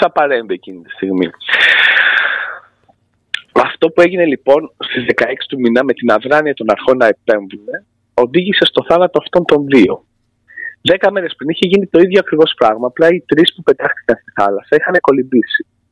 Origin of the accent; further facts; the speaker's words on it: Greece; Και να ντρέπομαι εγώ που είμαι Έλληνας να νιώθω ότι είναι αυτοί καλύτεροι από εμάς, γιατί εγώ είμαι λίγο πατριώτης